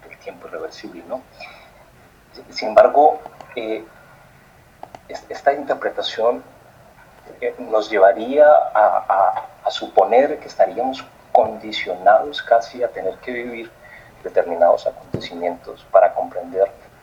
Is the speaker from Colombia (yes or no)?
yes; Colombia; Yo soy colombiano, sí, y en Colombia nos rasgamos las vestiduras por los asesinatos